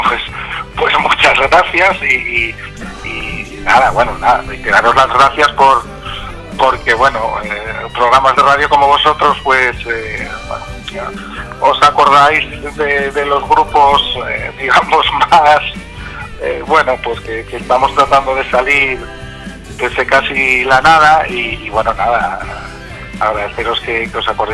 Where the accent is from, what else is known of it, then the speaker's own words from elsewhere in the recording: Sotrondio, Asturias, Spain; yo soy de Sotroncio, Langreo y demás